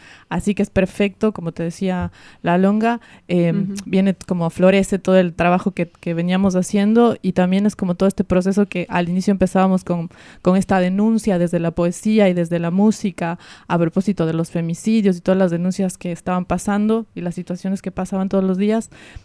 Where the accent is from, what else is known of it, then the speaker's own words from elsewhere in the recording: Ecuador; esta ancestralidad con la que crecimos, porque en Ecuador está todo el tiempo